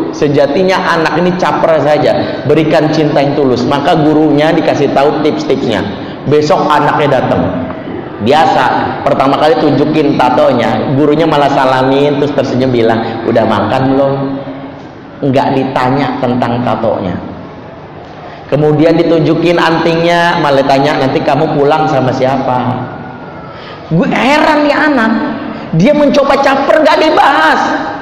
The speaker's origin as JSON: {"language": "Indonesian", "town": "Padang", "region": "West Sumatra", "country": "Indonesia", "said": "Tapi jangan seuzon di orang Padang ya, saya orang Padang soalnya."}